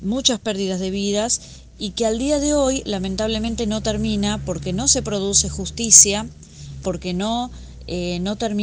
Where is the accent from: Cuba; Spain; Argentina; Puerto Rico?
Argentina; nosotros como sociedad argentina